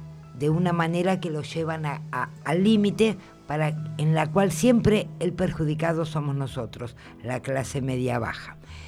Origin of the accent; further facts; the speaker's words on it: Argentina; Ya sé, somos argentinos